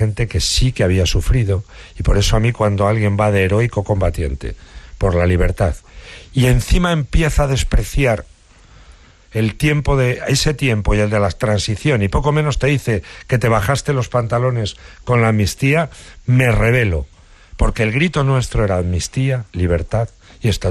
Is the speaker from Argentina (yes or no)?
no; Guadalajara, Castilla-La Mancha, Spain; Yo soy de Guadalajara. El libro tiene, por tanto, muchas connotaciones de mi juventud allí.